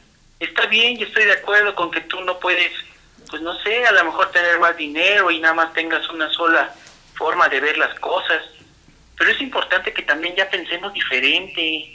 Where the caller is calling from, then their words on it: Ixtapaluca, State of Mexico, Mexico; De Ixtapaluca.